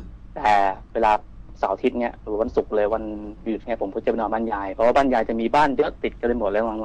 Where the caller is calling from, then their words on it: Bang Na, Bangkok, Thailand; บางนาครับพี